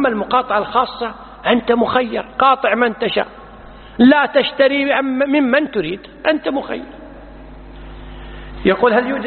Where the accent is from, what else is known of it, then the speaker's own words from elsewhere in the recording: Kuwait; مثل الآن عندنا بالكويت